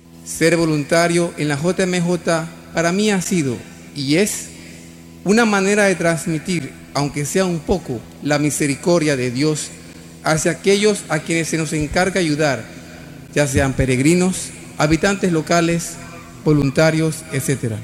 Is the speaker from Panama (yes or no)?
yes; Panama; agradezco la bendición de recibir la próxima Jornada Mundial de la Juventud en mi país, Panamá.